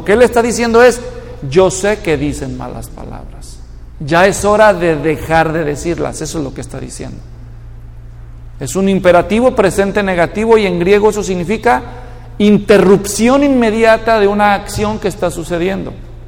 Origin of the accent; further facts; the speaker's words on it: Mexico; porque yo nací y crecí en México.